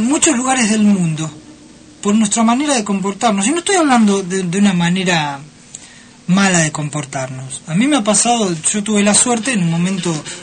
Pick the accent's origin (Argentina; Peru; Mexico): Argentina; me miraban y decían, vos sos argentino.